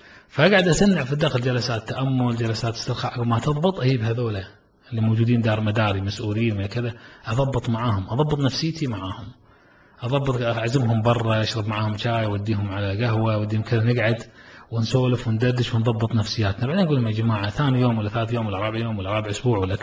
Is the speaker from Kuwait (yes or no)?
yes; Kuwait; والله فخر نفتخر أن يكون عندنا في الكويت